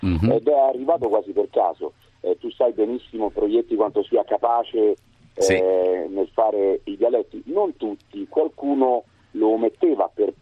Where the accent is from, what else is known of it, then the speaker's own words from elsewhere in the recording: Rome, Lazio, Italy; io sono da Roma.